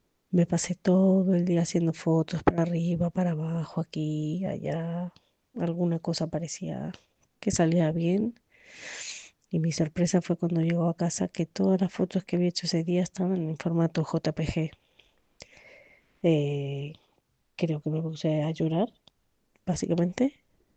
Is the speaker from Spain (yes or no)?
yes; Madrid, Community of Madrid, Spain; soy de Madrid y soy fotógrafa de naturaleza.